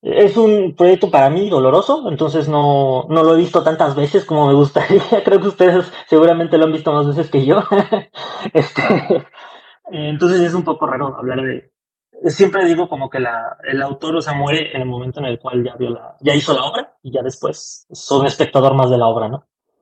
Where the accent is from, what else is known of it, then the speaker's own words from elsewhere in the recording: Mexico City, Mexico; also born or lived in Xalapa, Veracruz; yo soy de la Ciudad de México, la mitad de mi vida, casi toda mi infancia la viví allá, y de ahí con mi familia nos venimos a Xalapa, Veracruz. Regresé a la Ciudad de México saliendo de la prepa para estudiar.